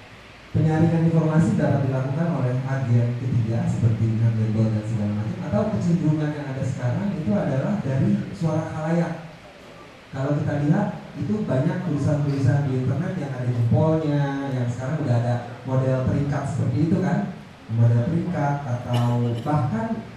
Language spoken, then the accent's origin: Indonesian; Belgium; saya orang Belgia, dan saya tiap hari menulis dan berbicara dengan bahasa Inggris.